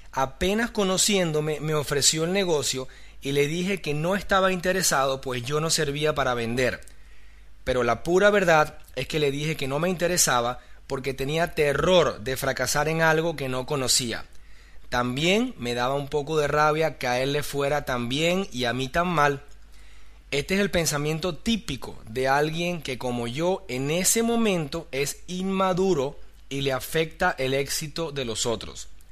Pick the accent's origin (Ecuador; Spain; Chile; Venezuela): Venezuela; soy venezolano, tengo 36 años